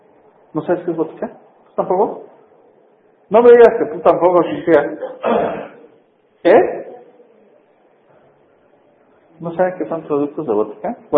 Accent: Mexico; a nosotros como mexicanos, ahí es donde más nos puede afectar

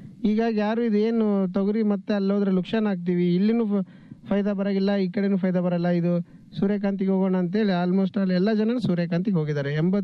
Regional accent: Adapur, Karnataka, India; ನಮ್ಮ ಸ್ವಂತ ಊರು ಆದಾಪುರ್, ಲಿಂಗಸೂರು ತಾಲೂಕು, ಮುದಗಲ್ ಹೋಬಳಿ.

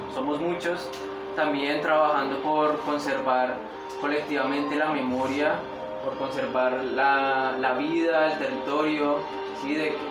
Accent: Putumayo, Colombia; vengo de Colombia, vivo en el Putumayo, en una de las zonas más tremendas de este planeta, un lugar, un territorio en el que los Andes y la Amazonía se encuentran

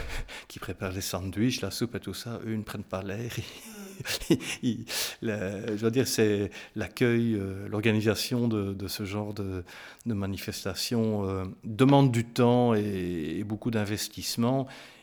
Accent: Namur, Wallonia, Belgium; Je suis né à Namur, je vous l'ai dit. Je ne sais pas, oui, je vous l'ai dit, oui. J'ai vécu en ville jusqu'à l'âge de 30, 31, 32 ans.

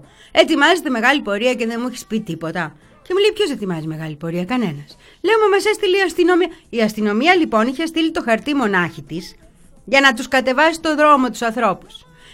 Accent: Petroupoli, Attica, Greece; Εγώ έμεινα τώρα, μεγάλωσα στην Πετρούπολη.

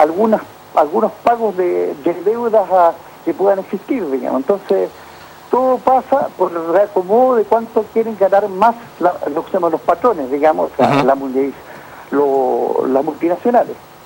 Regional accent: Lota, Biobío, Chile; Porque yo soy penquista, más bien soy lotino, sí.

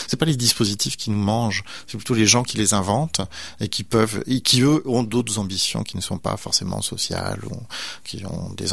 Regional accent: France; moved away; moi, je viens de France, je suis immigrant français.

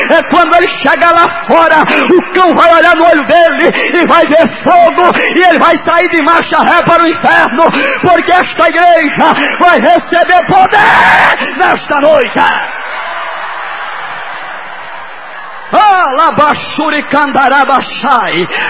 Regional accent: Ceará, Brazil; eu sou de uma região lá do Nordeste e sei muito bem o que é um pavio, porque eu sou da roça lá do Nordeste do Ceará e morava lá no meio da roça. E lá não tem energia elétrica não, viu? Era na base da lamparina.

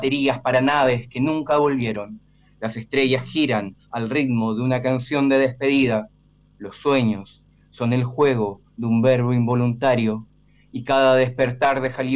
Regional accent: Chile; También soy chileno, y este es un poema que refiere a algo que pasó en Chile.

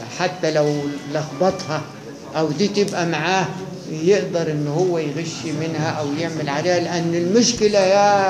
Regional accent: Egypt; احنا مصريين ما ننفعش

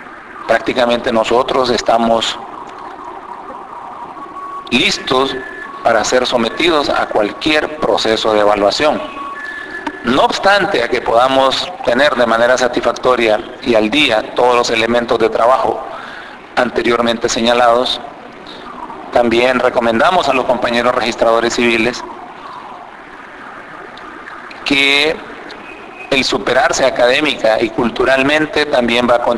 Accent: Honduras; Soy técnico registral hondureño.

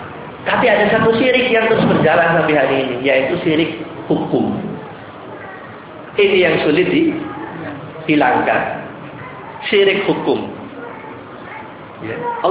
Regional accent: Surabaya, East Java, Indonesia; daerah saya itu, Ampel sana itu, makam Sunan Ampel itu.

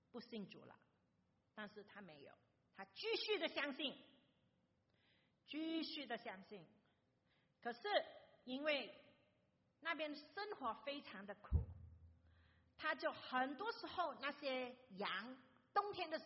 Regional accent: Malaysia; 可能你们听我说普通话的时候也知道我不是中国人，不是中国来的中国人我是马来西亚来的中国人

